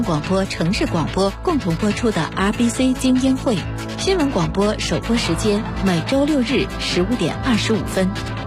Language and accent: Chinese; China; 其实我们中国人啊特别讲究吉祥话啊、吉祥祝福啊这些寓意的东西哈